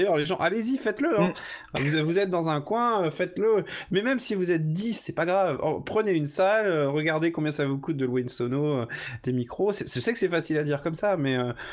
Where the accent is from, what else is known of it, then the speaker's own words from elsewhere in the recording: Brittany, France; je parle en tant que breton pur jus, là, pour le coup.